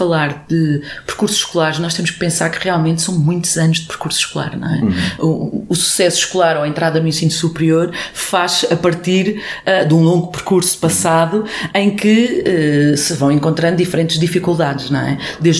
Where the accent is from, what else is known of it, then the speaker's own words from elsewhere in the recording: Portugal; born there; Bem, eu nasci em Portugal